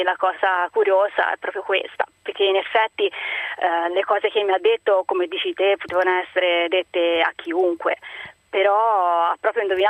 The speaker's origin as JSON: {"language": "Italian", "town": "Livorno", "region": "Tuscany", "country": "Italy", "said": "in questo momento sono a Pisa, però io sono di Livorno."}